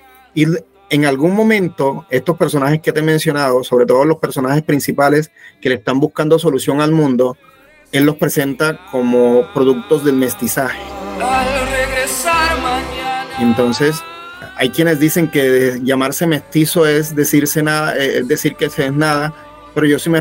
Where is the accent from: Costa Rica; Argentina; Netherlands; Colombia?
Colombia; Ovejas, Sucre; moved away as an adult; now in Cartagena, Colombia; Yo soy de Ovejas, Sucre. Yo soy de un pueblo de Sucre, cercano a Sincelejo, que se llama Ovejas. Y bueno, allá me crié, me formé en Sincelejo